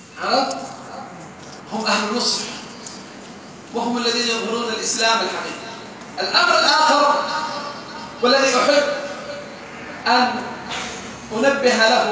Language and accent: Arabic; Saudi Arabia; والله أنا سعودي مساكين